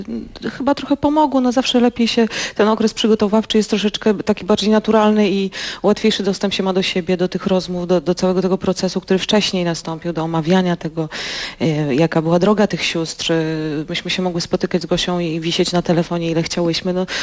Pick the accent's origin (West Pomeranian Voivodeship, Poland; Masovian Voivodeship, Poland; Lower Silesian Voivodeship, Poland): Lower Silesian Voivodeship, Poland; Wrocław; Słuchajcie, tak, jesteśmy z Wrocławia, gdzie jest piekło na ziemi istne.